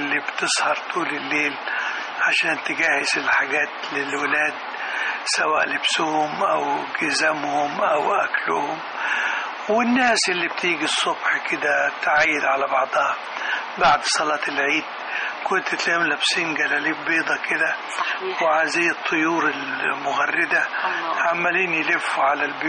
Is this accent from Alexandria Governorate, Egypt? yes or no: no; Beheira, Egypt; born or raised there; also born or lived in Kafr El Sheikh, Egypt